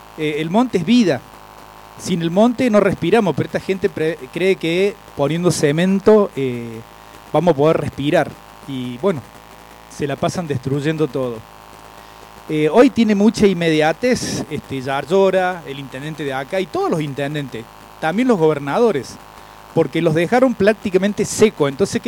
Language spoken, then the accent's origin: Spanish; Villa Allende, Córdoba, Argentina; soy de Villa Allende, de la comunidad Quebracho.